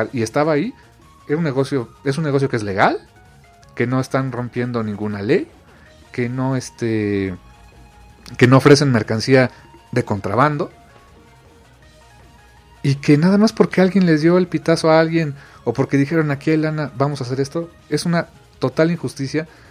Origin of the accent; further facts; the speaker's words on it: Mexico; no estamos en sus prioridades. Como ciudadanos, como mexicanos